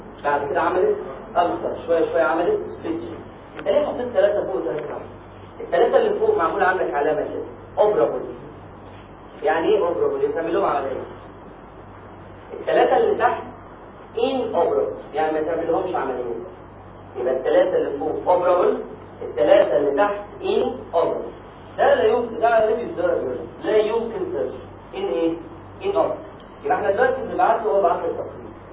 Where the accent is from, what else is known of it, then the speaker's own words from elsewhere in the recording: Egypt; احنا عندنا في مصر كام اللي هو كام 28 اسبوع في الحمل